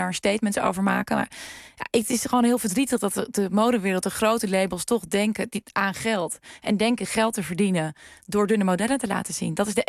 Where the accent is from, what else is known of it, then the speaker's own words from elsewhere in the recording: Friesland, Netherlands; Ik groeide op in Friesland.